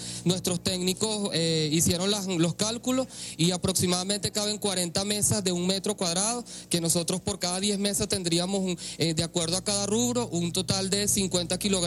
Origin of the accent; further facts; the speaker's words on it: Venezuela; Bueno, sí, como viviendo venezolano